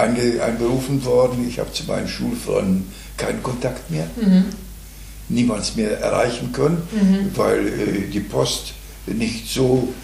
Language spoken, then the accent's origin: German; Chorzów, Silesian Voivodeship, Poland; now in Germany; Ich komme aus dem schlesischen Raum und bin 1945 nicht mehr in meiner Heimatstadt gewesen und bin auch nicht mehr zurückgekehrt.